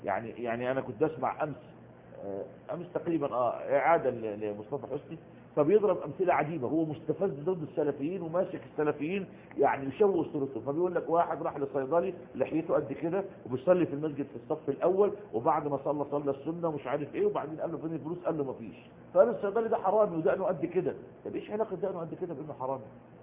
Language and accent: Arabic; Egypt; نفس القصه عندنا في مصر